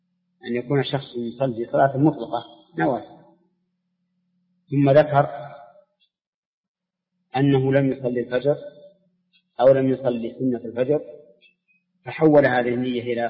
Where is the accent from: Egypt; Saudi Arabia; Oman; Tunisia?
Saudi Arabia; متأخر عن بلادنا السعودية